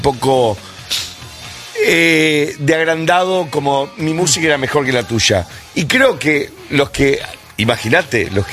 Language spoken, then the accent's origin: Spanish; Uruguay; soy uruguayo.